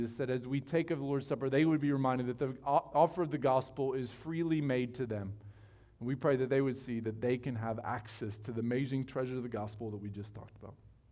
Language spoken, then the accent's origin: English; United States; I'm an American. I'll be fine here in the Congo.